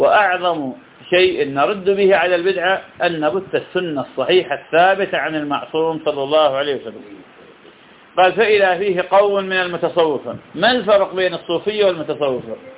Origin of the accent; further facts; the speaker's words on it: Iraq; البصرة من أغلى المحافظات عندنا بالعراق، وأهلها الآن للأسف من أفقر الناس